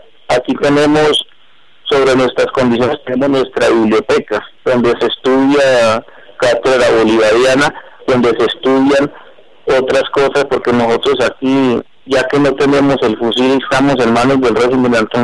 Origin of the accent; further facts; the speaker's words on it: Colombia; el sentimiento de nosotros como colombianos